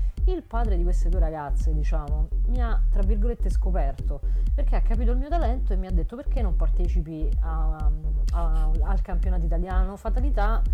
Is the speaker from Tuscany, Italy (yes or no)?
no; Rome, Lazio, Italy; born there; ho 44 anni, sono nata a Roma e sono una giocatrice di biliardo.